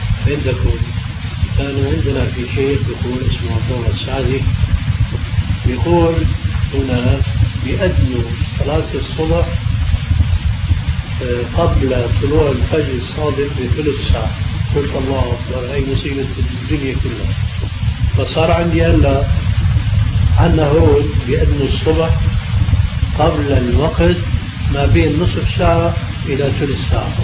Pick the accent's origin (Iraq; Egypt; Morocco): Morocco; Meknes, Fès-Meknès; في بلدي مكناس مغرب